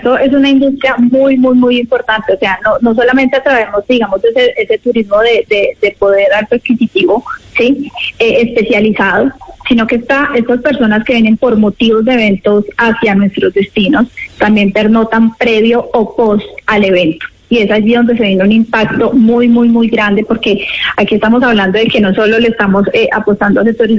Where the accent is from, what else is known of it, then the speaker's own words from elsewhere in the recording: Quindío, Colombia; como región, como Quindío, pues no podíamos dejar el aprovechamiento de este lanzamiento mundial. Todos como colombianos nos sentimos muy orgullosos